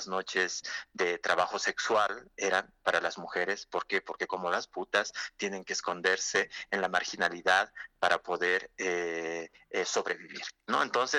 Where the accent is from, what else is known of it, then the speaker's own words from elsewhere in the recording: La Paz, Bolivia; No, somos de aquí, de La Paz, que no.